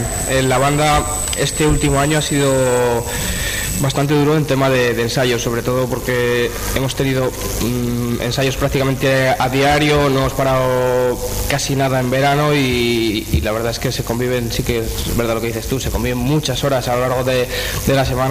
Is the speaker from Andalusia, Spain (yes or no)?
no; Íscar, Castile and León, Spain; vengo de Iscar. Yo antes estaba en la banda del municipio